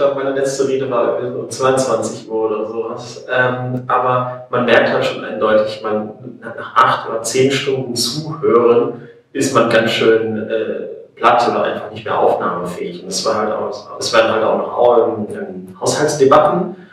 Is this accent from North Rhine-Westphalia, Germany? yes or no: yes; Neuss, North Rhine-Westphalia, Germany; Ich komme eigentlich aus Neuss und hatte heute zum ersten Mal das Vergnügen, hier nach Bochum kommen zu dürfen